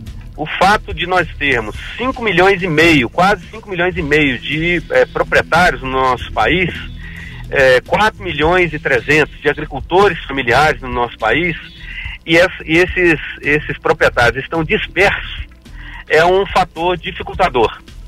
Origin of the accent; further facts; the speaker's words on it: Minas Gerais, Brazil; now in Alfenas, Brazil; Moro em Alfenas, sou natural da Zona da Mata, da região ali próxima a Muriaé. E estou em Alfenas desde 2004